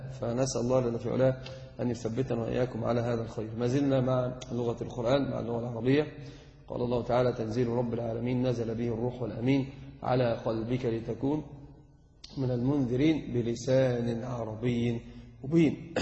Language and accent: Arabic; Egypt; إحنا بس فقط عندنا في مصر هو يعدون الـ1 والـ2.